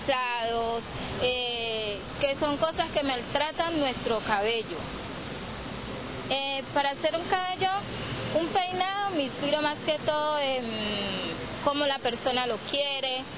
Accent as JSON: {"language": "Spanish", "town": "Villarrica", "region": "Cauca", "country": "Colombia", "said": "vengo de Villarrica, Cauca."}